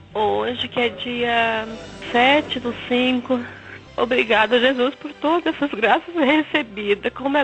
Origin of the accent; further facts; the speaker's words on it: Cascavel, Paraná, Brazil; Sou de Cascavel, filha de Deus.